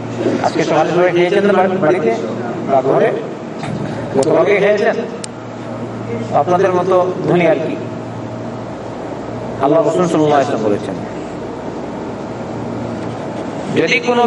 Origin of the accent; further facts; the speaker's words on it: Bangladesh; বাংলাদেশি আমরা বাংলাদেশ মানুষ ভয় করে বাংলাদেশ যাবো নামবো